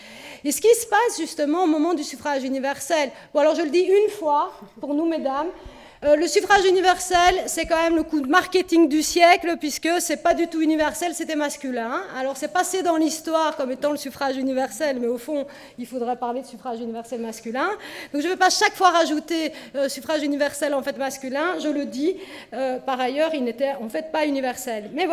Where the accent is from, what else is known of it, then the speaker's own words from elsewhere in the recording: Belgium; et ça on a oublié chez nous en Belgique